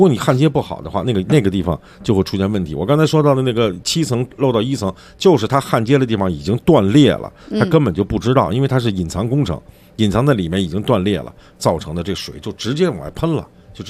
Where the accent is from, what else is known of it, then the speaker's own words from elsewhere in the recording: Beijing, China; accent: Beijing; 咱们北京话来讲就是你旮旯几角的地方